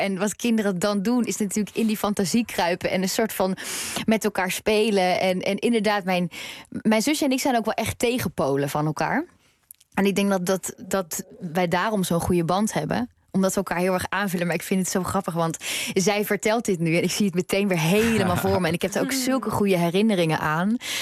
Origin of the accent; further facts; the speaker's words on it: North Brabant, Netherlands; Ik woon niet meer in Brabant, maar ik kom uit Brabant.